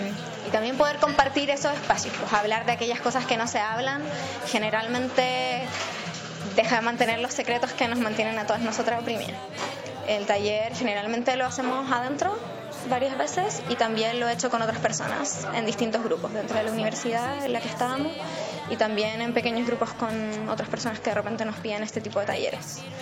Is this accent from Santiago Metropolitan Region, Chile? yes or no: yes; Santiago, Santiago Metropolitan Region, Chile; Vengo de Santiago